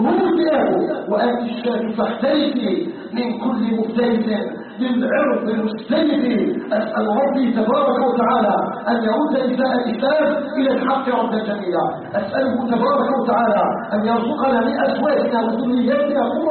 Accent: Algeria; بلدنا الجزائر

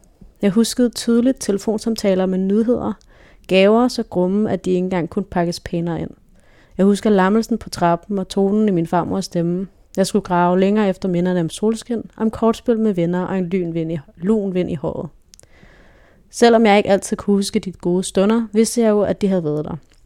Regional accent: Frederiksberg, Capital Region of Denmark, Denmark; Jeg voksede op på det fine Frederiksberg med stuk i loftet og udsigt til tennisbaner og sergentskolen.

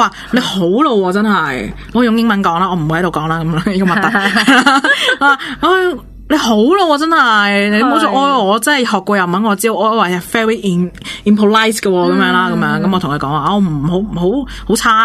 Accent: Hong Kong; 好似我哋香港人想撑翻香港人一样。

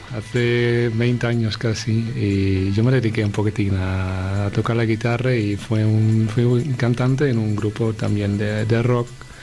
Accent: Netherlands; Spanish is a second language; Pues de Holanda, como ya se puede detectar de mi acento. Aunque mucha gente piense que yo soy alemán

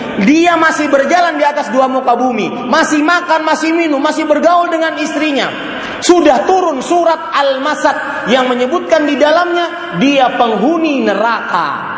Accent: Banjarmasin, South Kalimantan, Indonesia; Di Banjarmasin, Pak, di kota saya, kalau di sini mungkin kotanya emas. Di Banjarmasin kota batu, batu hitam panas.

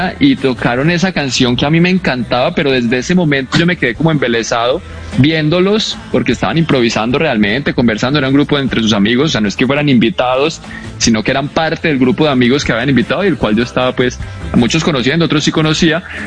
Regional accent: Bogotá, Colombia; moved away as an adult; fue como a los 18 que me fui de Bogotá, pues, y de Colombia, empecé a ir mucho a Estados Unidos

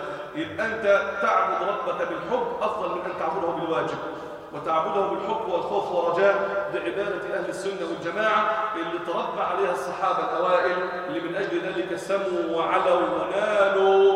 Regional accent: Egypt; وأن يجعل بلادنا مصر سلماً أماناً سخاءً رخاءً وسائر بلاد

